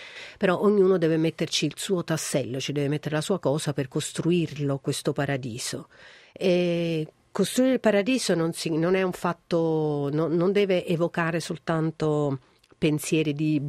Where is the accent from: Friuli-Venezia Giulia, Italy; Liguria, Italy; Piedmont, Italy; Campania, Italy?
Campania, Italy; Naples; io sono una donna napoletana, sono una donna meridionale del sud, amo la mia terra